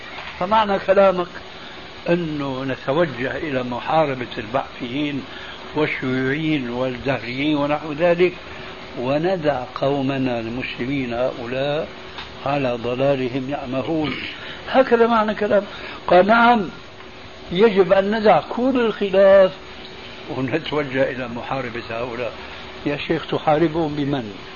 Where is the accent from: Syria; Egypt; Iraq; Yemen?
Syria; فقد وجد شيخ عندنا في سوريا